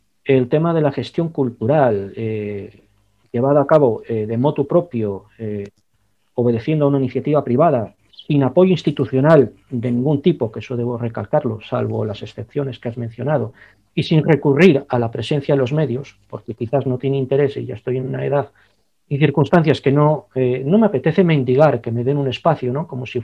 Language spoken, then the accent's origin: Spanish; Basque Country, Spain; Es algo que siempre he tenido muy presente como ciudadano vasco